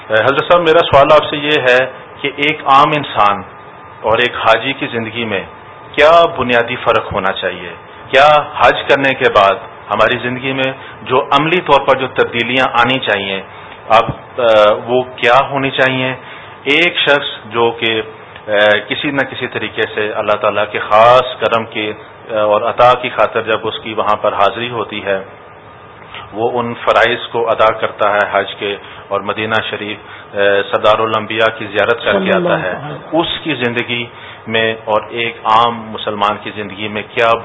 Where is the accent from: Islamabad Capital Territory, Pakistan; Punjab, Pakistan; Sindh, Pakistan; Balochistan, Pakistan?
Islamabad Capital Territory, Pakistan; Islamabad; اور میرا تعلق اسلام آباد سے ہے.